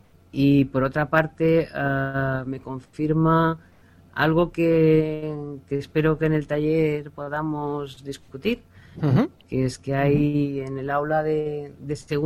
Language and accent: Spanish; Vic, Catalonia, Spain; born there; Nací en Vic. Que la llaman la ciudad de los santos.